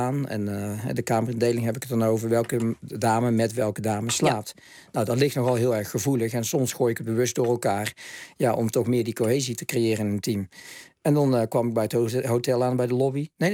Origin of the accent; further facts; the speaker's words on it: Netherlands; Alleen wat mijn geluk was, is dat ik uit Nederland kwam, dat ik de Nederlandse dames had gedaan.